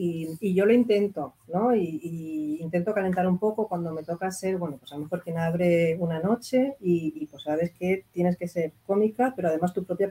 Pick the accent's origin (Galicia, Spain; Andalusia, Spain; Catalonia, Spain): Catalonia, Spain; Como catalana, como clase obrera, como persona que no cocina.